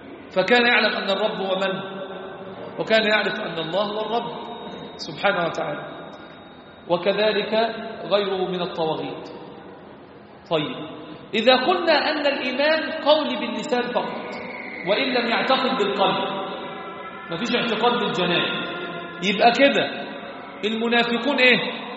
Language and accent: Arabic; Egypt; عندنا في مصر يزهدون في العمل، لا يصلون الصلوات في جماعة